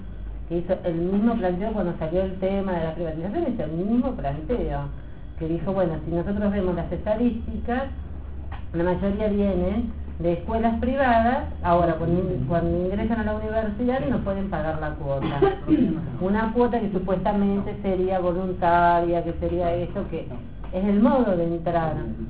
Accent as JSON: {"language": "Spanish", "region": "Córdoba", "country": "Argentina", "said": "Yo vengo de Córdoba, y yo me acuerdo que en Córdoba cualquier cosa que vos necesitabas hacer era pagar un peso, cinco pesos, dos pesos"}